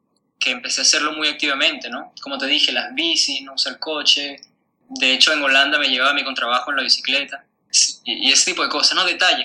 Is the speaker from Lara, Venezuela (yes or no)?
no; Caracas, Capital District, Venezuela; also born or lived in Europe; yo vengo de Caracas, que es una ciudad increíblemente contaminada.